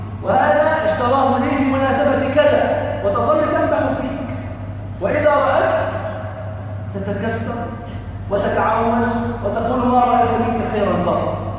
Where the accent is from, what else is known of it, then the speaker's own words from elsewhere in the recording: Egypt; يعني مثلا عندنا في مصر الناظر إلى نتائج الثانوية العامة في السنوات العشر الأخيرة